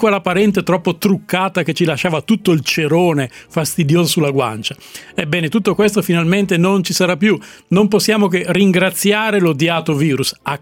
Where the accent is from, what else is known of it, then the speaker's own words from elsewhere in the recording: Russia; Perché io sono russo, dico la pronuncia esatta